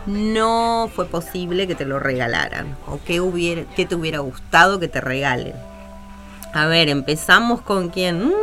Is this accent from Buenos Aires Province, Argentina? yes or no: no; Entre Ríos, Argentina; yo soy de Entre Ríos